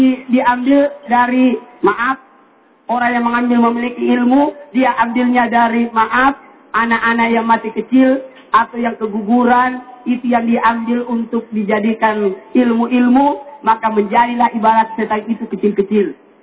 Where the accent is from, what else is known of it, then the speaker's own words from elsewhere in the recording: Sulawesi, Indonesia; sama-sama dari Sulawesi, asal Sabi.